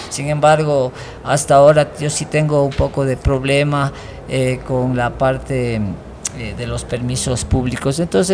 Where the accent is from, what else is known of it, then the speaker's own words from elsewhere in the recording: Ecuador; pero acá siendo propio ecuatoriano